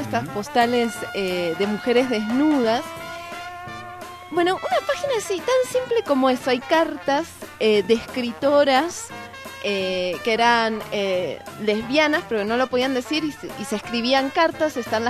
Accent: Argentina; Se pegan hasta con boligoma, diríamos, en mi país. Que solamente la gente argentina me acaba de entender.

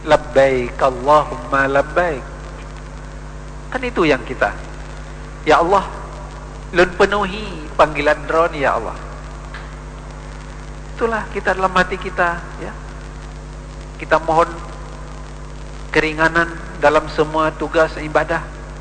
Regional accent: Aceh, Indonesia; Karena kita Aceh ke lebih dekat, murah sedikit dari orang di Sulawesi sana, ya.

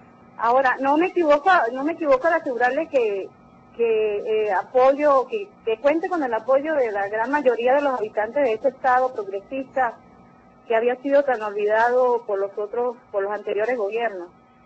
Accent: Táchira, Venezuela; now in San Juan de los Morros, Venezuela; Soy del Táchira, graduada en la allá en la Universidad del Táchira, y me vine por acá a trabajar en estas tierras de Vigo.

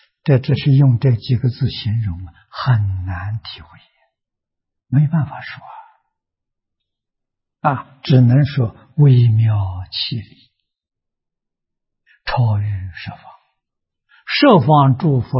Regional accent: China; 我们中国人讲320亿20兆

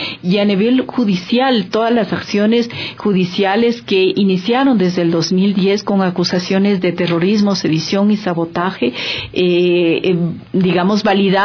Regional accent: Quito, Pichincha, Ecuador; para mí realmente ha sido un privilegio como quiteña, como activista social

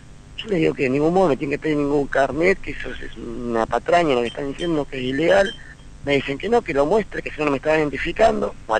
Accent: La Plata, Buenos Aires Province, Argentina; para volver a Ciudad de la Plata, de donde soy yo

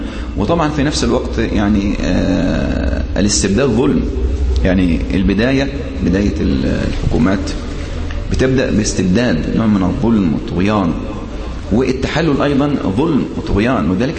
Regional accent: Sohag, Sohag Governorate, Egypt; أذكر في بلدي، يعني أنا من سوهاج، كنت أذهب وعمري تقريبا حوالي 10 سنوات أو 15 سنة

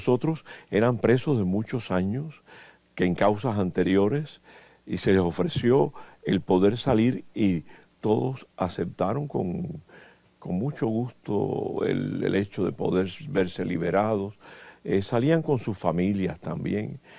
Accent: Cuba; he tenido un ministerio, yo diría tan feliz, tan cariñoso de parte de mi pueblo cubano

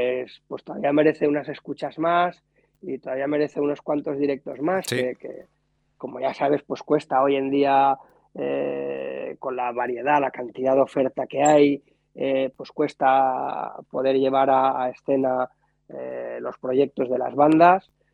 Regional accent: Barcelona, Catalonia, Spain; en la banda nosotros somos de Barcelona, de los alrededores, ¿no?, de la periferia, y hablamos pues en catalán y hablamos en castellano

